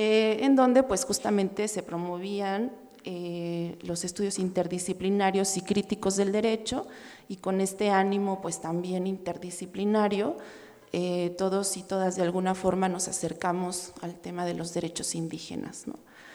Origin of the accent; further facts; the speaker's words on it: Morelia, Michoacán, Mexico; Bueno, nosotros somos de Morelia, trabajamos en Michoacán.